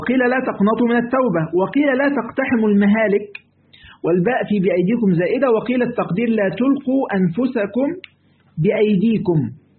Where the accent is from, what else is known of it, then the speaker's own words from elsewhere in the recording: Egypt; اللي هو اللي هنا عندنا في مصر، لازم هنا في مصر يعني